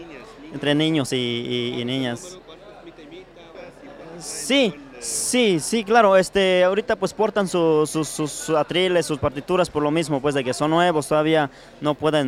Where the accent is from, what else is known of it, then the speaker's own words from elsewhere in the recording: Santa Cruz Ocotal, Oaxaca, Mexico; No, yo soy de Santa Cruz Ocotal. Sí, por este lado, en el municipio de San Pedro Cotepec.